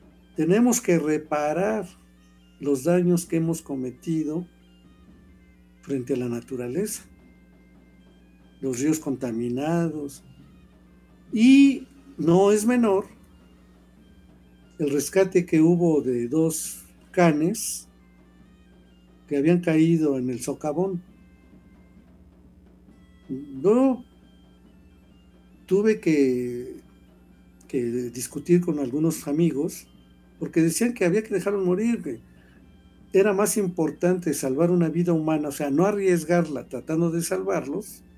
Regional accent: Mexico; no como mexicanos nada más, sino como mexicanos universales.

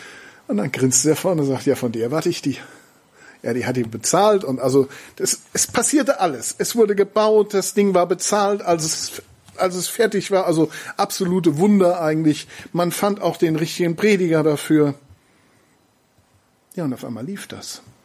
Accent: North Rhine-Westphalia, Germany; Ich komme ja, wie gesagt, aus dem Siegerland

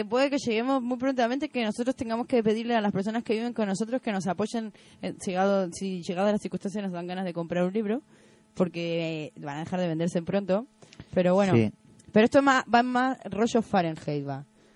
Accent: Argentina; para prohibir el aborto en mi país.

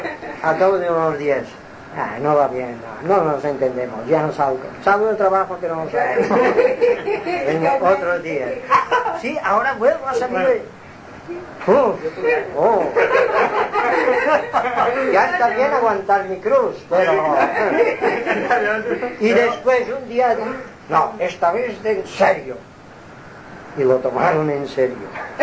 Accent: Palma, Balearic Islands, Spain; No, yo soy de Palma.

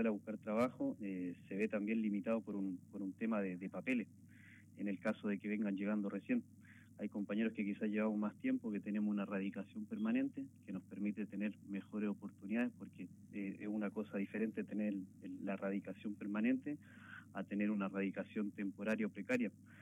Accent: Chile; yo hace mucho tiempo no venía, soy de Chile

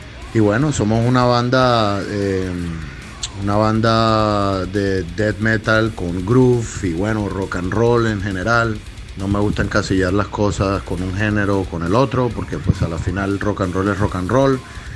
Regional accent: Colombia; estamos erradicados aquí en Colombia, todos somos colombianos, de raíces libanesas, yo y Javier Bajair, el otro guitarrista.

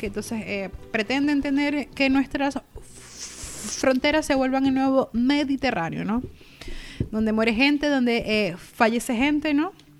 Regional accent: Venezuela; Y yo, bueno, como venezolana

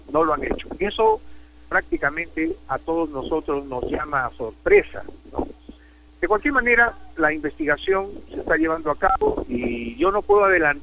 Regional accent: Cajamarca, Peru; also born or lived in Mexico / United States; he trabajado en el extranjero, 7 años en México y también en Estados Unidos, 25 años, y desde hace 3 años me encuentro en Cajamarca, aquí en mi tierra

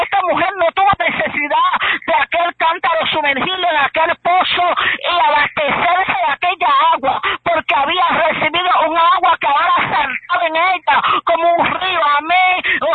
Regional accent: Puerto Rico; nosotros somos los boricuas los más que adoramos

